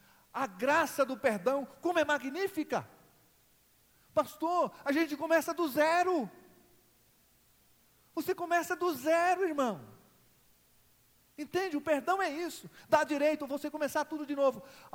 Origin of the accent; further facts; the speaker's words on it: Goiás, Brazil; eu sou goiano